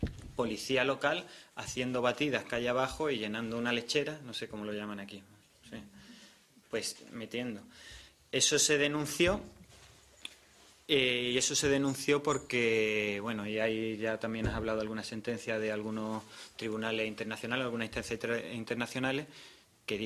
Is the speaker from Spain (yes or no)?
yes; Málaga, Andalusia, Spain; La realidad de Madrid, yo además vengo de Málaga, y noté que era diferente